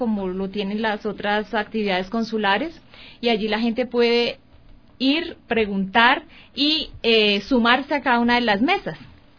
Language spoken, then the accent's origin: Spanish; Colombia; moved away; a pesar de que ya no estemos en nuestro territorio, seguimos siendo colombianos, nuestra identidad no se pierde